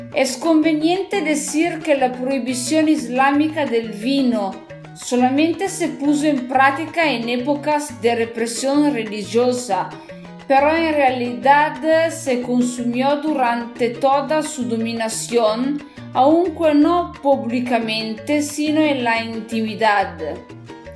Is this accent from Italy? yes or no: yes; northern Italy, Italy; Spanish is a second language; recuerdo que yo soy italiana, del norte de Italia. Estudio español sola